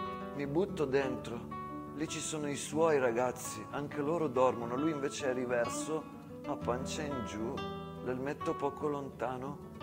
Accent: San Donà di Piave, Veneto, Italy; born there; Sono nato a Piave.

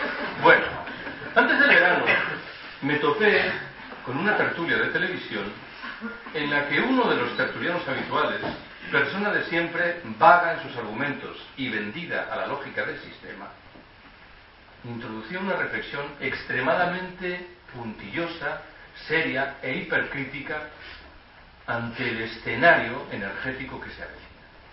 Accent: Galicia, Spain; Yo soy gallego.

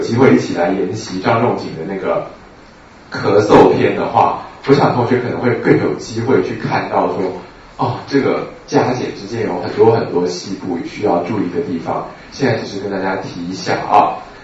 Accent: Guangdong, China; 我们广东人煲汤的时候用的杏仁也是这种杏仁。

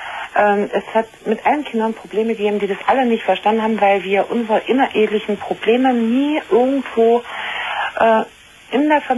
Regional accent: East Germany, Germany; moved away as an adult; now in Bavaria, Germany; Das heißt, also ich bin aus der ehemaligen ICDR nach Bayern gezogen.

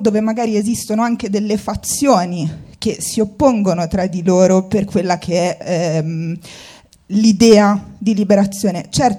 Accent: Tunisia; Io sono tunisina

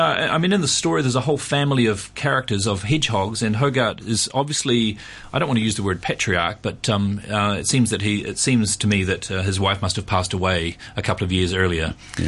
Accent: New Zealand; Well, the thing is that in New Zealand, I'm from New Zealand, and in New Zealand, when I was a kid in the 70s

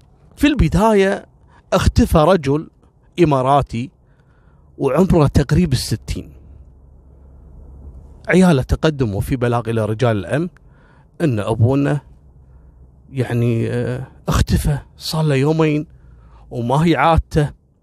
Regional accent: Kuwait; قصة رقم 25 اللي هو الحرام المقنع اللي حصل عندنا في الكويت

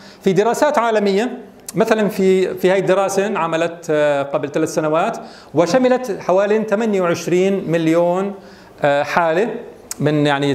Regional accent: Jordan; الان الواقع في الاردن، ما الوضع عندنا في الاردن؟

